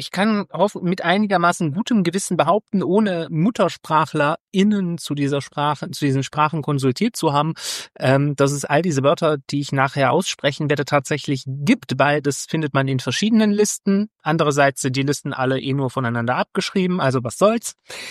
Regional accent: Rhineland, Germany; Ich bin Rheinländer, ich kann kein MSCH hintereinander aussprechen, ohne da ein P oder ein T reinzumachen.

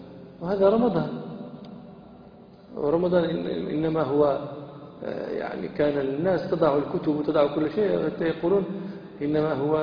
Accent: Morocco; هذه العادة موجودة عندنا في المغرب

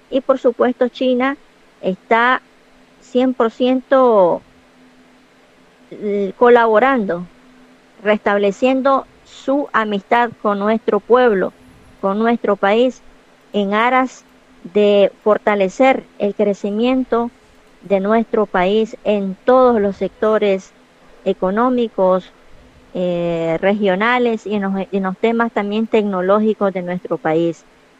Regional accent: Nicaragua; como ciudadana nicaragüense, como habitante en mi país, que estoy viviendo en mi país

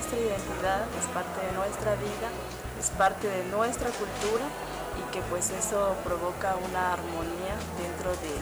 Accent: Chiapas, Mexico; soy del estado de Chiapas, de ANEC Totiques.

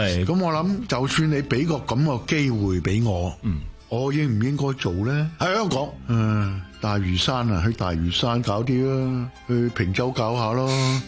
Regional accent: China; 我中国人，英文唔系我母语

